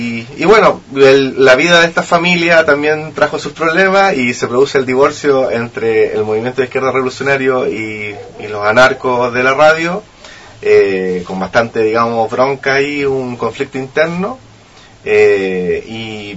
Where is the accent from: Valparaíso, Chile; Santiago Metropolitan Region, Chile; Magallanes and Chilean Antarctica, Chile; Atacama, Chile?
Valparaíso, Chile; De Valparaíso, a la costa de Mendoza.